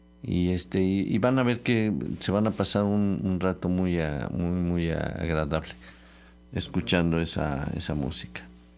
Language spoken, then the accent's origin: Spanish; Mexico; ya ven cómo somos nosotros, los mexicanos